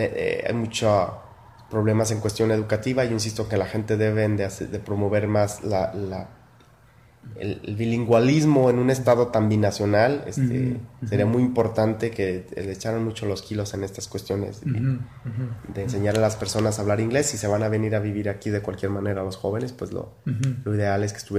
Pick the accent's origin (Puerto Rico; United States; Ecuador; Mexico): Mexico; Valparaíso, Zacatecas; born there; yo nací en Valparaíso, y es la tradición migratoria